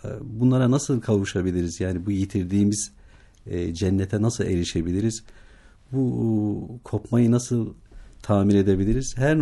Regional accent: Bingöl, Turkey; Biz de tabii doğduğumuz, büyüdüğümüz coğrafya, bölge diyelim. Yani Bingöl doğumluyum.

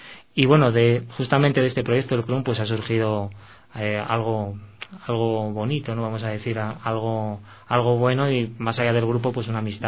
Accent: Spain; now in Ecuador; Se puede notar por mi acento, sí.

